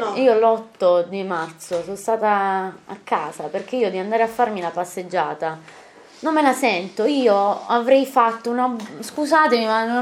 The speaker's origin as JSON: {"language": "Italian", "town": "Taranto", "region": "Apulia", "country": "Italy", "said": "Sono originaria di Taranto, vengo quindi da una città operaia."}